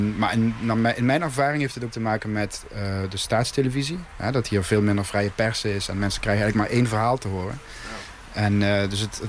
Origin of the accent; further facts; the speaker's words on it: Netherlands; now in Hungary; En zij vroeg, waar kom je vandaan? Ik zei, oh, Nederland.